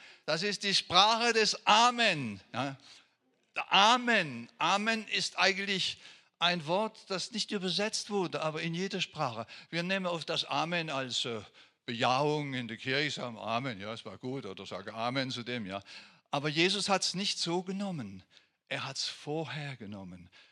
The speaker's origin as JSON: {"language": "German", "country": "France", "first_language": "French", "second_language": "German", "said": "Als Franzose hat mich das immer so gestört, warum sagen sie Buße hier?"}